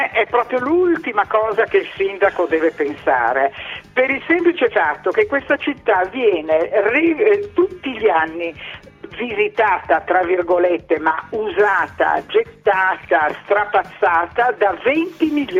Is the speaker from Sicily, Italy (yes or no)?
no; Venice, Veneto, Italy; io sono del comune di Venezia, sono di Venezia Mestre.